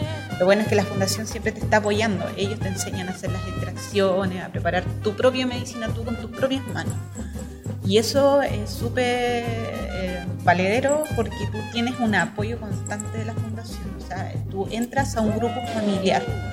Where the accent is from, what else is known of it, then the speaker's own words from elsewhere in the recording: Villa Alemana, Valparaíso, Chile; pertenezco a la ciudad de Villa Alemana